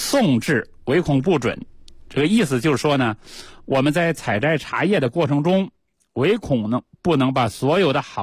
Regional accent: Beijing, China; 以前都是我们北京人都住四合院嘛

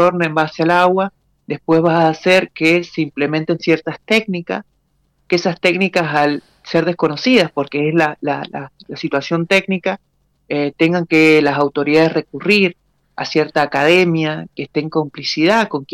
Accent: Tunuyán, Mendoza, Argentina; yo soy de acá de Tunuyán, ¿no?

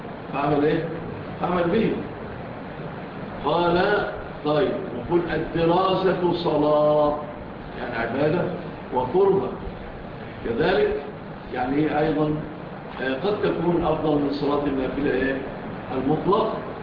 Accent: Egypt; إحنا طبعا مشهور عندنا في مصر الفول إيه؟

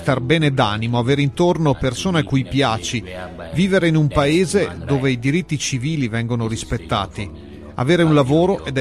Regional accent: Gambia; now in Italy; vengo dal Gambia e ho 23 anni. Sono un immigrato

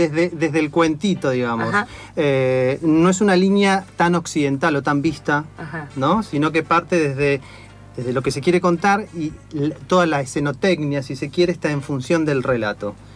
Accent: Argentina; es difícil estar totalmente contento en el contexto que nos toca vivir como argentinos, como latinoamericanos.

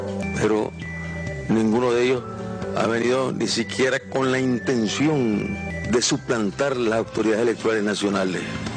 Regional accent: Nicaragua; Los que votamos somos nicaragüenses.

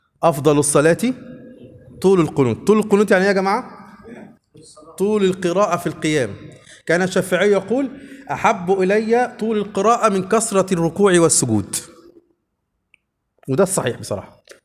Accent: Upper Egypt, Egypt; كلمة بنقولها عندنا في الصعيد على فكرة إلى الآن

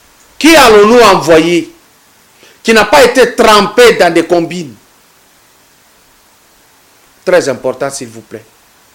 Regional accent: Katanga, DR Congo; ce que j'ai fait dans le domaine culturel depuis chez nous à Katanga jusqu'ici

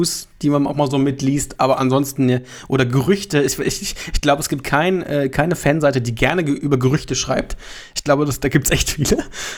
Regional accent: Hildesheim, Lower Saxony, Germany; dass wir eigentlich zwei Hildesheimer sozusagen, einer gebürtig, aber jetzt in Pinneberg lebend, sich wiedergefunden haben.

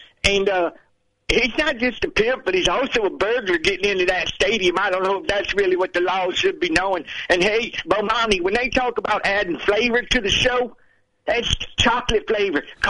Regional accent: United States; I don't speak in politics. I'm sorry. I'm American.

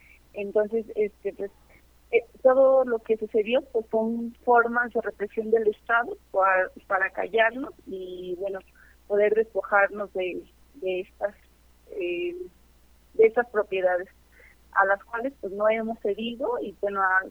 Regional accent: Michoacán, Mexico; Nosotros somos desplazados de un poblado del municipio de Uruapan, Michoacán, una zona aguacatera

